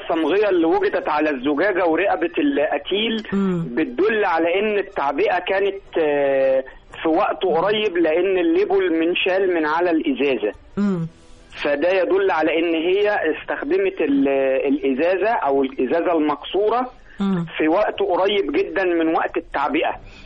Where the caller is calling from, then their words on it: Shubra, Cairo Governorate, Egypt; من شبرا مصر.